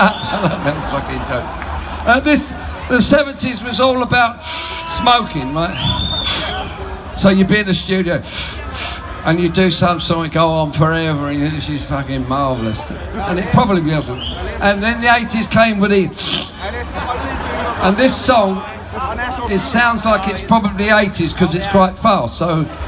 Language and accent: English; United Kingdom; We're British, you know, and we're... I don't normally get into football, but the English are winning, so I'm sort of happy today.